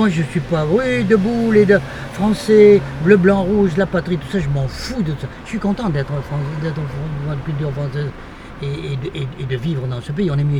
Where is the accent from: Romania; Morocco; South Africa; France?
France; Bordeaux, Nouvelle-Aquitaine; Je suis né à Bordeaux, j'ai vécu les 21 premières années de ma vie à Bordeaux.